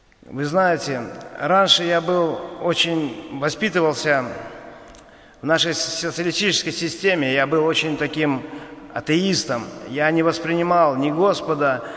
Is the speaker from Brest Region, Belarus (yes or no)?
yes; Ivatsevichy, Brest Region, Belarus; born there; now in Baranovichi, Belarus; Я сам отсюда, с Баранович. Я родился в Ивацевичах, но после армии переехал сюда. Женился, жил здесь.